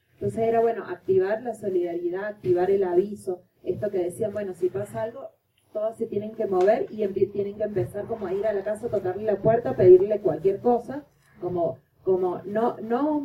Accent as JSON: {"language": "Spanish", "country": "Argentina", "lives_now": "Venezuela", "said": "Yo soy argentina, pero vivo en Venezuela"}